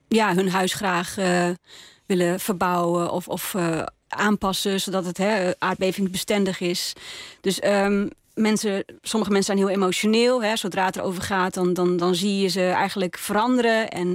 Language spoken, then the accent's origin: Dutch; Groningen, Netherlands; also born or lived in North Brabant; Ik zing in het Gronings. Dat doe ik nou al een dikke 10 jaar, denk ik. Ik ben ook echt geboren en getogen Groninger. Heb voor mijn studie wel een poosje in Brabant gewoond.